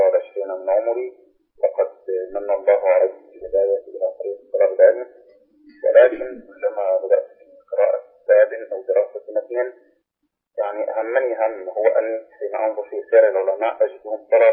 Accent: Cairo, Cairo Governorate, Egypt; أنا من القاهرة

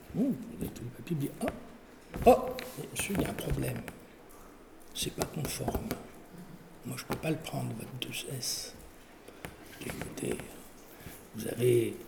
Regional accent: France; born there; Il se trouve que je suis né en France. Et donc, j'ai été déclaré à l'été civil en France. Et comme beaucoup de Kabyles

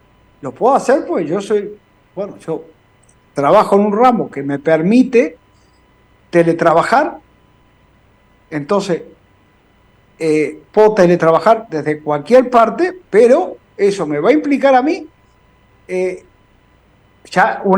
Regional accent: Uruguay; moved away; somos uruguayos y uruguayas, y porque nos hayamos ido de nuestra tierra, no perdemos nuestra nacionalidad.

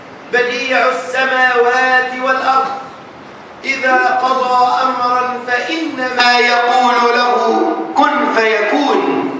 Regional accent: Egypt; تواجهنا كمصريين

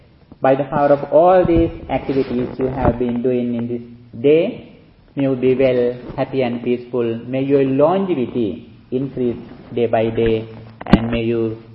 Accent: Sri Lanka; now in United States; monk who is from Sri Lanka, although I am living in USA in these days. I have been living in California for 6 years, but I was born and raised in Sri Lanka.

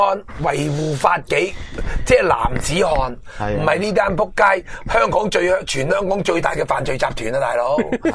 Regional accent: China; 我哋中国人有句物，我妈教落

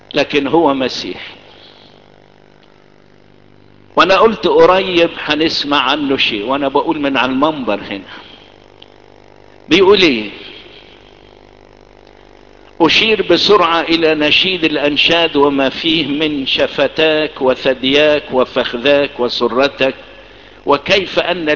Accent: Egypt; وازاي يتقال الكلام ده في القرن العشرين في بلدنا مصر واحنا اصل البلد

